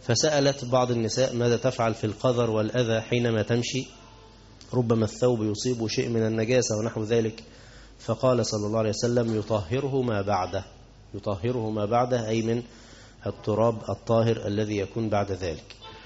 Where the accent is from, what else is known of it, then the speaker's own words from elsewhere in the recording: Egypt; أو بسميها بز الرجل عندنا في مصر